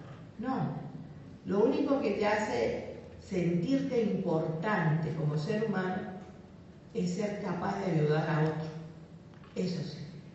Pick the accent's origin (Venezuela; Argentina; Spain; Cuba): Cuba; Como cubana, aprendí a ser internacionalista.